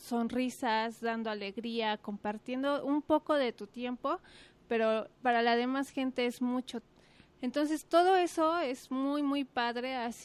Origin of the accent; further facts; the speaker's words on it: Mexico City, Mexico; now in Guadalajara, Mexico; Pues, vengo de la Ciudad de México por cuestiones de la vida. Llego aquí a Guadalajara